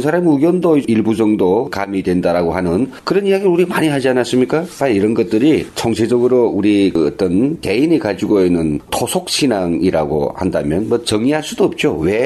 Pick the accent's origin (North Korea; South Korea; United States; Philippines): North Korea; 탈북자로서 제가 북에서 느꼈던 것과 여기서 체험하는 것이 어떤 차이가 있는지 그런 걸 이야기하려고 해요.